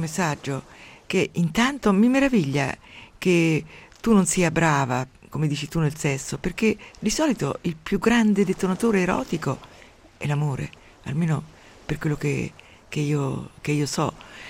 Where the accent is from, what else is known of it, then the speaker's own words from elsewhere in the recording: Umbria, Italy; Mi sembra di stare al mio paese, nell'alta valle del Tevere, dove c'era la nebbia 8 mesi all'anno e tutti erano piegati in 2 di reumatismi. Io avevo molta paura, come tutti i bambini, avevo molta paura della nebbia